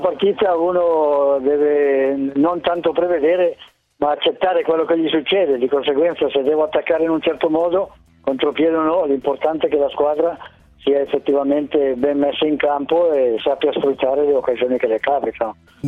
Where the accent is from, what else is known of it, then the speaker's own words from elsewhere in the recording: Padua, Veneto, Italy; Io sono di Padova